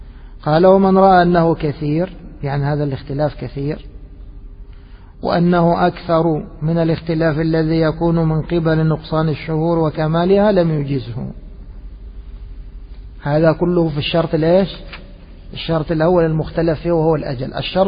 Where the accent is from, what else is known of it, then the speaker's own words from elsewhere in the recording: Egypt; يعني مثلا خلينا نضرب مثال عندنا في مصر، السلم في الرز